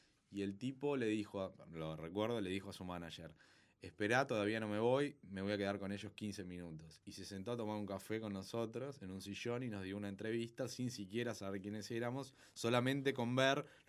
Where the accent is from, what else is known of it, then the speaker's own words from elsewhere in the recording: Argentina; vengo de Argentina a ver el show.